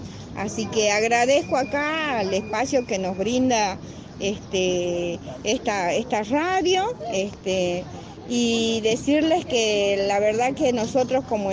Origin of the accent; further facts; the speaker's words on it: Salta, Argentina; Yo soy de Salta, pero de Salta, una provincia grande, geográficamente extensa, diversa, y hemos venido de varios rinconcitos de mi provincia, como ser un Santa Victoria, un Orán, un San Antonio de los Cobres